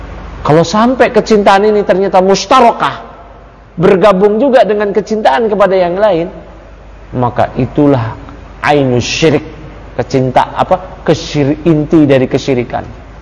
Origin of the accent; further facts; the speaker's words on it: Jakarta, Indonesia; Saya lahir di Jakarta, kecil di Jakarta, gede di Jakarta. Orang tua saya puluhan tahun lalu dari dulu di Jakarta. Kerabat-kerabat saya semua di Jakarta. Saya lahir di Jakarta.